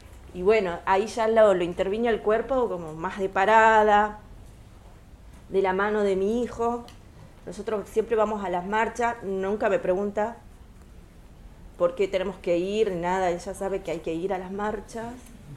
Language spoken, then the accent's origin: Spanish; Tucumán, Argentina; porque yo vengo de Tucumán, que todo es verde, todo es árbol, todo otra naturaleza